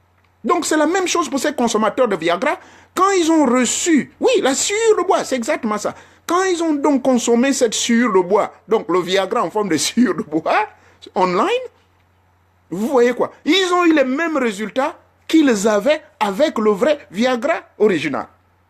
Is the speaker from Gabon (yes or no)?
yes; Gabon; now in Europe; c'est pas comme chez nous au Gabon.